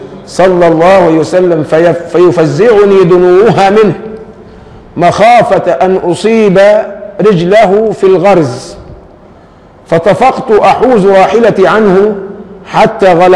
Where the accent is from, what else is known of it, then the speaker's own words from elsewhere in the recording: Egypt; ما احنا عندنا كمصريين لوازم كثيرة بتضحك